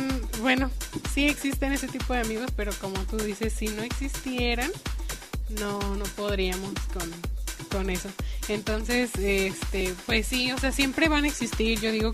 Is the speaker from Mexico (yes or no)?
yes; Mexico; pero no hemos caído como buenas mexicanas albureras que somos.